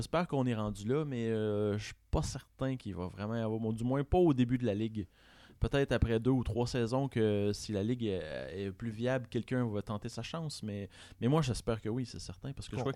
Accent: Saint-Hyacinthe, Quebec, Canada; moi, je viens de Saint-Hyacinthe

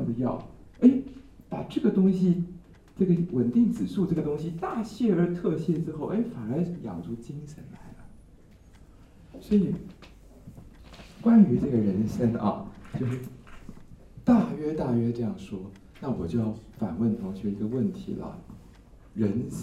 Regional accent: Taiwan; 哎呦，果然我们台湾人喜欢吃垃圾，我们台湾人人人都吃过，是不是？

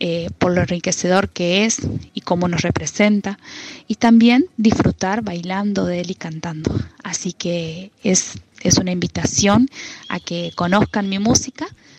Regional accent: Argentina; nosotros estamos muy cerquita de la zona de Corrientes, Chaco, pero también de donde yo vengo, estamos a muy pocos kilómetros de lo que es Santiago del Estero

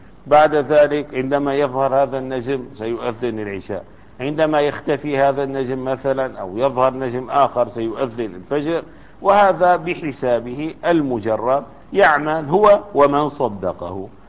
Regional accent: Damascus, Damascus Governorate, Syria; يعني في دمشق خاصة كبلدة في بلدتنا

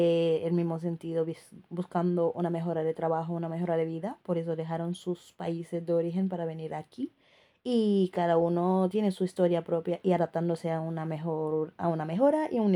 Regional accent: Senegal; now in Seville, Spain; y soy de Senegal.

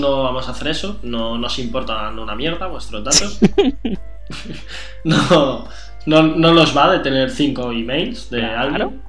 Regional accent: Catalonia, Spain; Oye, que soy catalán, un poquito de que me duele el pagar, me escuece.

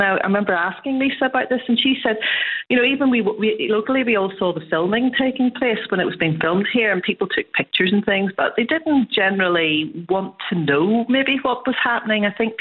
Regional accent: Derry, Northern Ireland, United Kingdom; when I was growing up in Derry. But I was growing up around the 70s, 80s. So the 90s were a time when I was actually working in Derry at Radio Foyle

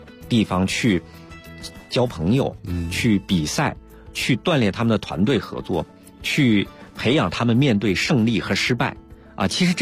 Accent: China; 李娜今年已经是我们中国人的一个楷模。

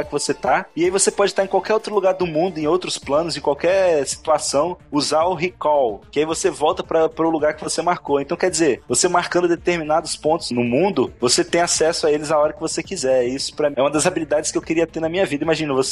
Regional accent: São Paulo, Brazil; Eu sou paulista, mano, eu tenho que trabalhar.

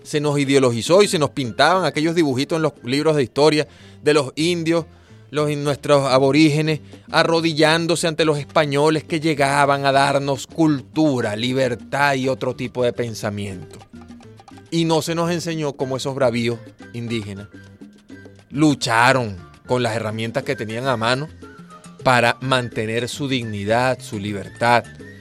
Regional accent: Venezuela

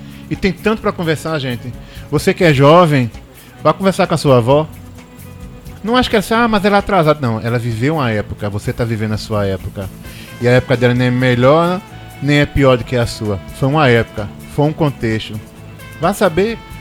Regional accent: Paraíba, Brazil; born there; also born or lived in Pernambuco; A Paraíba é minha terra natal, minha terra materna, e Pernambuco é minha terra paterna. Então, Igaraçu é minha terra rainha, Goiânia é minha terra princesa, porque eu sou um cidadão Igaraçu-Goiana.

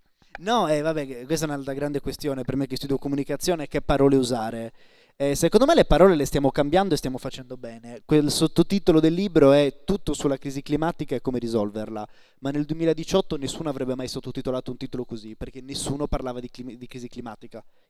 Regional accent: Sardinia, Italy; io sono sardo, studio a Bologna ma sono sardo

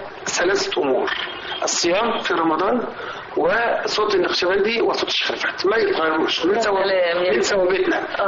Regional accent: Egypt; لأنه ما فيناش حد كمصريين ما تأثرش بالراديو وما تأثرش بالإذاعة

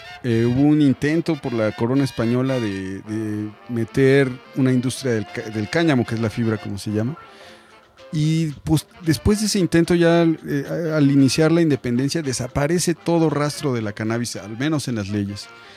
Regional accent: Mexico; la cannabis ha estado aquí desde que somos mexicanos

